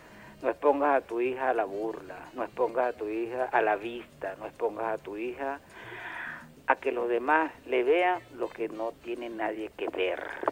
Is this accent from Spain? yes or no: no; Venezuela; como venezolanos y hermanos que somos.